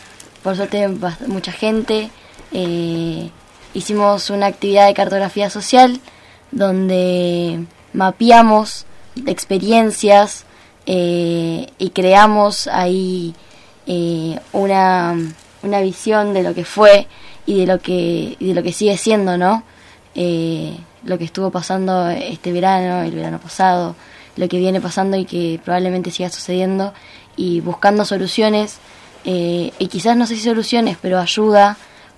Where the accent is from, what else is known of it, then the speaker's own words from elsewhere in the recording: Comodoro Rivadavia, Chubut, Argentina; también soy parte del proyecto. Soy estudiante de gestión ambiental, vengo de Comodoro Rivadavia